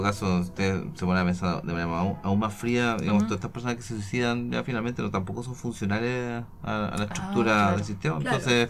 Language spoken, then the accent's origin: Spanish; Chile; necesitamos bienestar como chilenos.